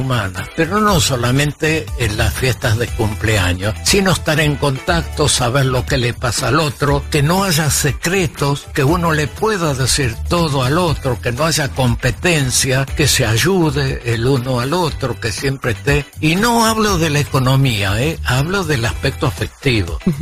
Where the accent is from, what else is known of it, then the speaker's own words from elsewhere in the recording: Buenos Aires, Argentina; Tengo muchas anécdotas de toda mi infancia en San Telmo.